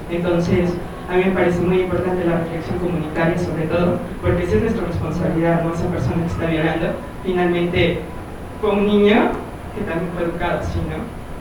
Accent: State of Mexico, Mexico; yo soy del Estado de México, vivo en un pueblo de Lerma

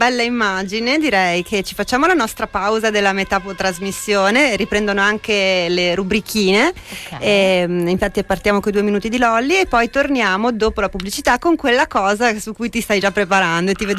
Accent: Veneto, Italy; fra l'altro sono cresciuta in Veneto

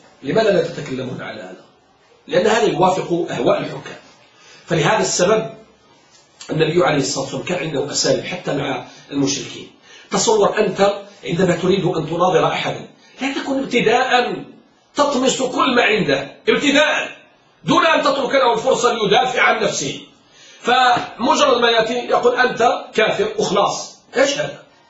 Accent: Morocco; الآن مثلا عندنا في المغرب موضوع التسهيل التسهيل، الرفق الرفق

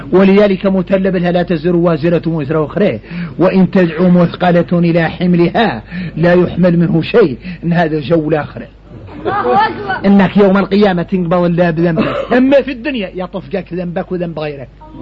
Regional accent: Mauritania; احنا موريتاني

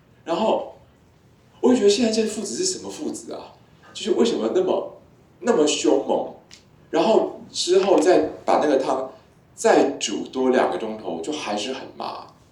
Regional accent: Taiwan; 就是10年前，我们台湾人好像还比大陆人有钱，就是好东西都来台湾

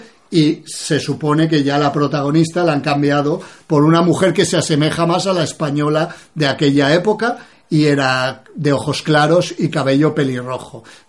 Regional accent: Iran; una iraní, que también se parecen bastante a nosotros los iraníes.

